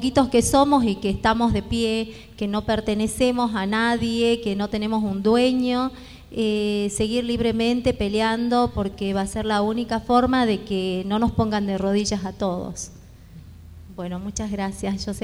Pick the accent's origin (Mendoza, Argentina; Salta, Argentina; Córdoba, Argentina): Salta, Argentina; yo también soy de Villa Las Rosas